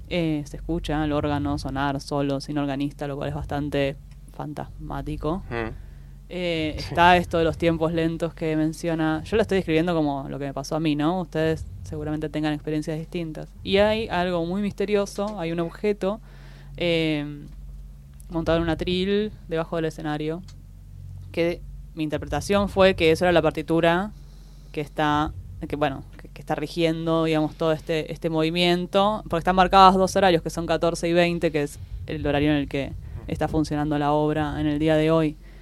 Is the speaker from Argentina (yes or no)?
yes; Argentina